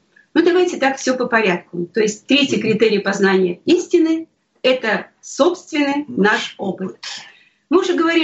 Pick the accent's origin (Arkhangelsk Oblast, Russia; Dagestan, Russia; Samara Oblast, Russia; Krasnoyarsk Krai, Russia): Krasnoyarsk Krai, Russia; Krasnoyarsk; moved away; Я очень скучала о родине. Мы сами из Сибири, мы из Красноярска.